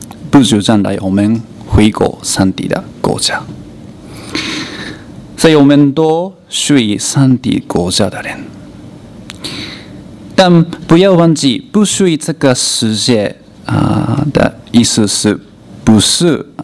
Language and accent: Chinese; Malaysia; 可能我们马来西亚人说有点奇怪